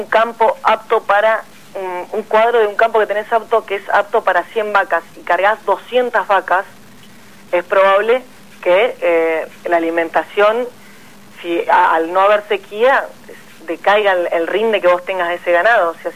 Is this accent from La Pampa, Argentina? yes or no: yes; La Pampa, Argentina; esto me consta porque yo soy de La Pampa y el maíz llegaba a los productores